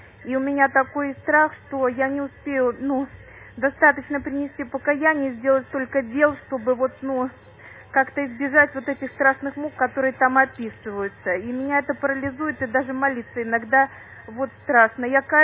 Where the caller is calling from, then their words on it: Saint Petersburg, Russia; Я звоню вам из Санкт-Петербурга.